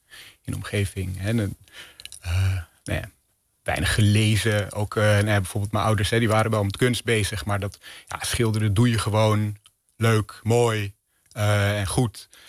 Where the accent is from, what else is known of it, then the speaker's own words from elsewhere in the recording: Amsterdam, North Holland, Netherlands; Ja, ik kom uit Amsterdam.